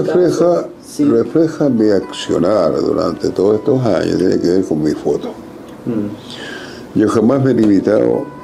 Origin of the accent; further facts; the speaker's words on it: Antofagasta, Chile; Yo soy de Antofagasta.